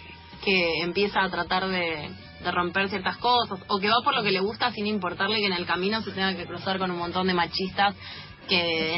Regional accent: Buenos Aires, Argentina; De San Cristóbal, viví, ajá, toda la vida en San Cristóbal, ahora estoy en Boedo Almagro

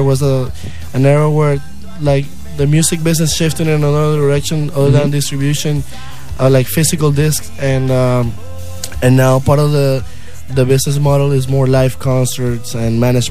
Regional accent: Venezuela; I'm from Venezuela.

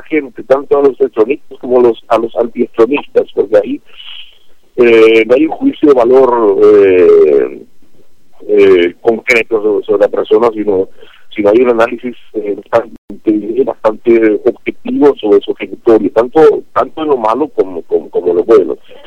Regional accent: Paraguay; sin prejuicios lógicos que uno tiene siendo paraguayo

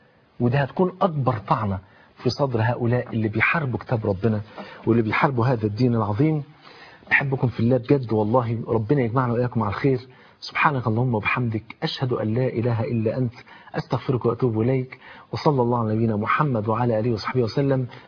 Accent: Egypt; عندنا في مصر في المترو بتاع حلوان بعد محطه

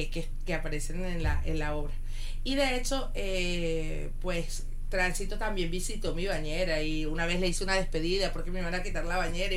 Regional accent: Venezuela; una serie que hizo en mi país, en Venezuela

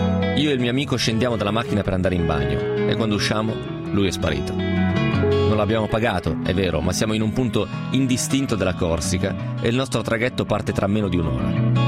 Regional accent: Romentino, Piedmont, Italy; io sono Romentino, vicino a Trecate.

